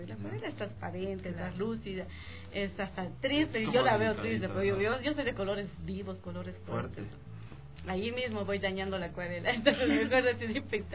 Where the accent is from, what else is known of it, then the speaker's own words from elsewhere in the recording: Bolivia; uno se va reencontrando también como boliviana.